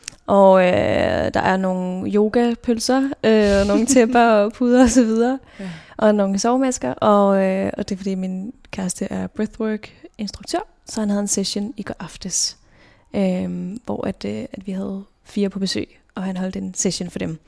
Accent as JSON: {"language": "Danish", "town": "Roskilde", "region": "Zealand", "country": "Denmark", "tie": "born or raised there", "said": "jeg er født og opvokset i Roskilde."}